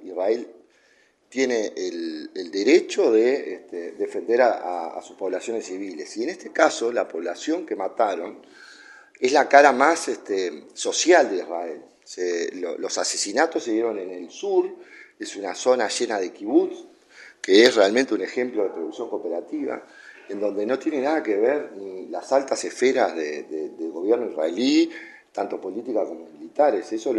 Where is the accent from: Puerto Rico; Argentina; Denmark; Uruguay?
Uruguay; Como uruguayo, si yo tuviera que tomar decisiones